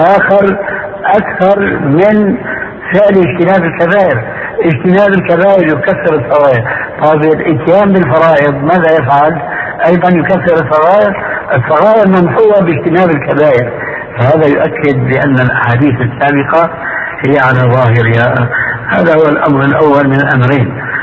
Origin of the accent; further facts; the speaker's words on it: Syria; وكما يقول عندنا في سوريا